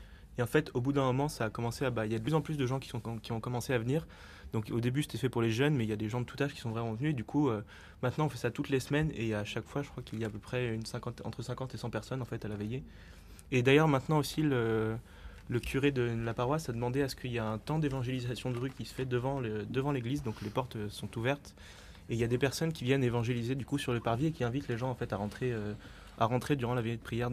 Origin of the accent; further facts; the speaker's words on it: Paris, Île-de-France, France; Moi, je viens de Paris.